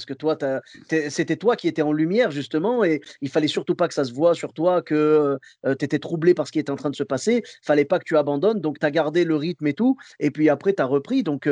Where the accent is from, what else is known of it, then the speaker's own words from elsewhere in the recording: Clermont-Ferrand, Auvergne-Rhône-Alpes, France; je viens de Clermont-Ferrand, et, donc du coup, le pays de l'ASM, quoi.